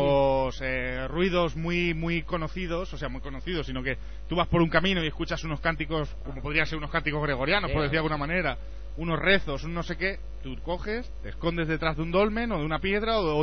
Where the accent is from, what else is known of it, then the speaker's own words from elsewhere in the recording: Aragon, Spain; Es en Aragón, como aragonés te digo que hay